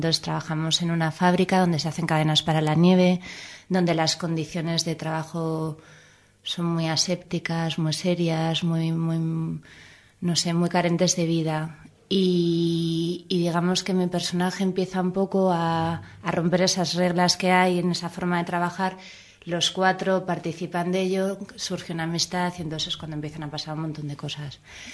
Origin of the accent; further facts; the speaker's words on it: Pamplona, Navarre, Spain; now in Madrid, Spain; Pues más bien sería cómo llegué a Madrid, que yo soy de Pamplona